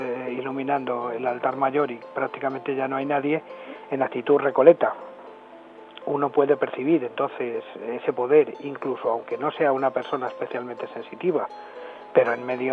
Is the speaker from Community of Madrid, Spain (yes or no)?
yes; El Escorial, Community of Madrid, Spain; soy del Escorial y por lo tanto he vivido la experiencia del monasterio del Escorial durante muchísimos años